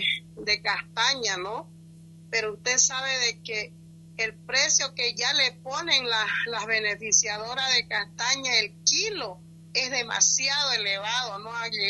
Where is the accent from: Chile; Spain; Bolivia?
Bolivia; Pando; también somos bolivianos y merecemos respeto